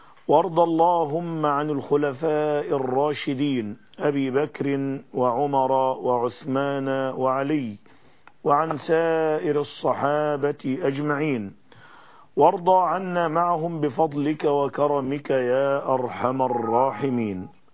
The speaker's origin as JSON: {"language": "Arabic", "country": "Egypt", "said": "إنني في هذه المرحلة الفاصلة في بلادنا مصر وبلاد العالم كله"}